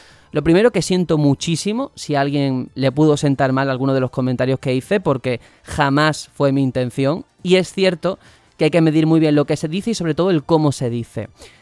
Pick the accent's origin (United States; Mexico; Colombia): Mexico; pero así somos los mexicanos. De todo se hace fiesta aquí